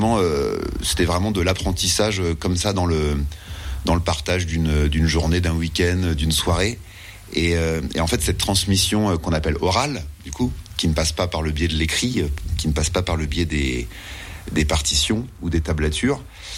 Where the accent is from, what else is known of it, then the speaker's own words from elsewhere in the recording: Saint-Dié, Grand Est, France; Moi je viens de Saint-Dié, donc du coup j'ai pas si souvent ça l'occasion de venir dans les coins de Remiremont.